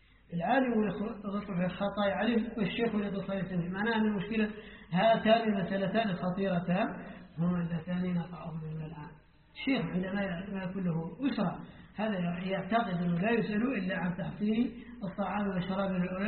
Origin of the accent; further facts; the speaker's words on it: Mauritania; نحن الآن عندنا في موريتانيا الآن للأسف